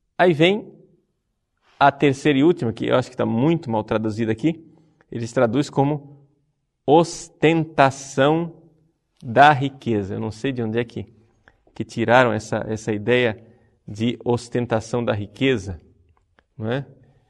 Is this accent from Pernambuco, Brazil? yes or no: yes; Recife, Pernambuco, Brazil; born there; ele é nordestino como eu sou nascido em Recife